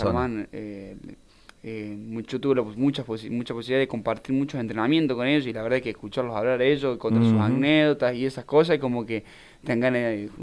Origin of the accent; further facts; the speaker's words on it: Arroyito, Córdoba, Argentina; Yo soy de Arroyito.